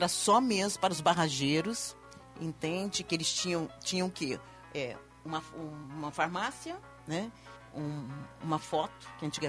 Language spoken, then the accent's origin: Portuguese; Caxambu, Minas Gerais, Brazil; Lá em Caxambu, na minha terra.